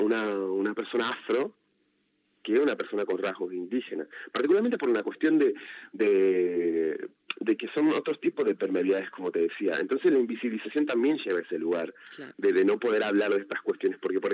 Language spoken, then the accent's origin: Spanish; Salta, Argentina; yo soy de Salta, en particularmente.